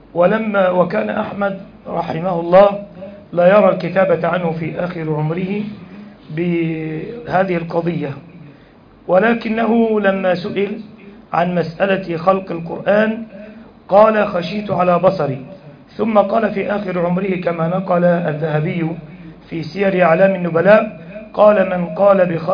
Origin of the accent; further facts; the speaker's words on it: Sohag, Sohag Governorate, Egypt; أصل هناك عندنا في سوهاج مقام العارف بالله